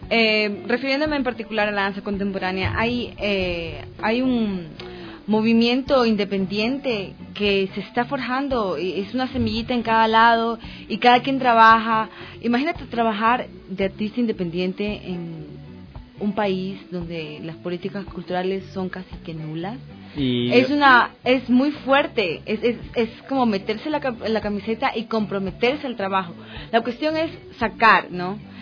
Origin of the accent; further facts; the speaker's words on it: Guayaquil, Guayas, Ecuador; Yo soy de Guayaquil